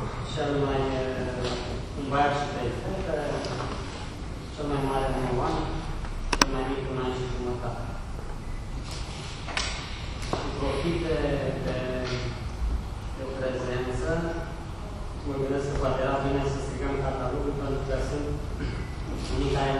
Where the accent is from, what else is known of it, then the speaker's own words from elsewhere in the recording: Suceava, Suceava County, Romania; now in Bucharest, Romania; În 2003 m-am căsătorit, m-am stabilit aici în București, sunt de la Suceava